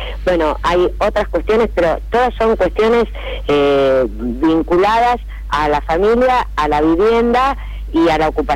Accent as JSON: {"language": "Spanish", "country": "Argentina", "said": "nos van a ser útil y a beneficiar a todos como argentinos"}